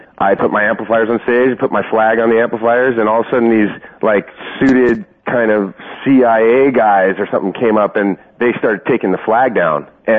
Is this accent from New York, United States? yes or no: no; Irvine, California, United States; I grew up in Irvine, and I played on a football team there.